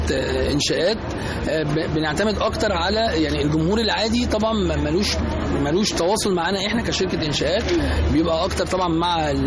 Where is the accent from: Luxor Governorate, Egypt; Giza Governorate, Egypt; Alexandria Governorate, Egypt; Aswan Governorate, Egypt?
Luxor Governorate, Egypt; Luxor; يعني أنا أصلا من الأقصر، فمثلا الوحدة اللي كانت موجودة في قريتنا الموضوع كان بسيط خالص